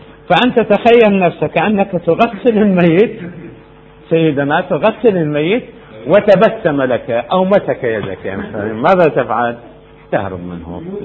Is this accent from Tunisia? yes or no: no; Amarah, Maysan, Iraq; في العمارة عندنا في العراق، محافظة ميسان الآن يسموها